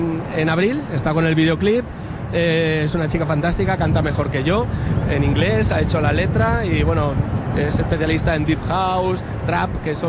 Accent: Valencia, Valencian Community, Spain; Soy muy valenciano. Yo, fíjate, soy clásico que nací en la Cigüeña.

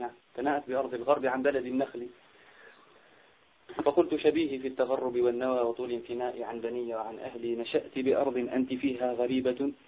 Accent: Algeria; عندنا في الجزائر

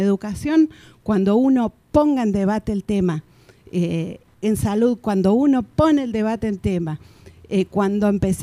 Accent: Huerta Grande, Córdoba, Argentina; soy de Huerta Grande, departamento Punilla.

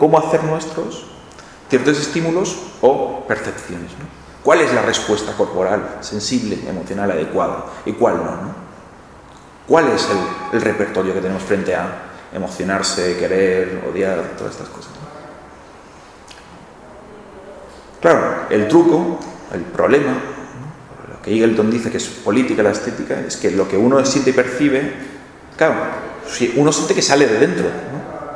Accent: Catalonia, Spain; Y claro, yo vengo de Cataluña, ¿no?

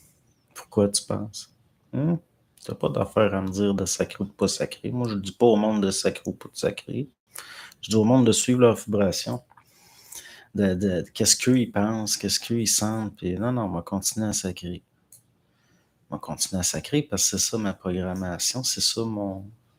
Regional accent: Quebec, Canada; c'est là qu'on voit qu'on est des Latins, les Québécois.

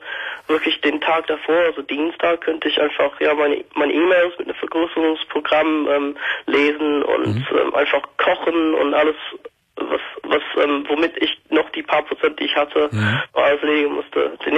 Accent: Birmingham, West Midlands, United Kingdom; German is a second language; now in Germany; Nee, von Birmingham. Der bist von England. Also ich bin seit vor fünf Jahren nach Deutschland gezogen.

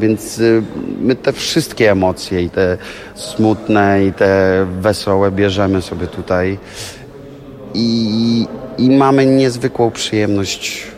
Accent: Łódź, Łódź Voivodeship, Poland; w Łodzi, no bo stamtąd jestem

